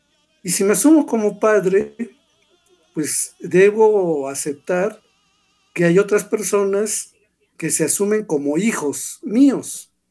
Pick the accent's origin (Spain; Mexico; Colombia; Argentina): Mexico